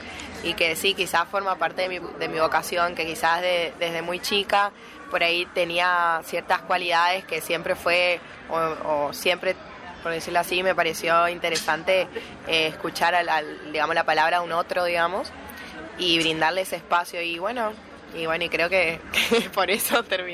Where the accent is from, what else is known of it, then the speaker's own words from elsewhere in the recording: Corrientes, Argentina; Bueno, nosotros somos de Corrientes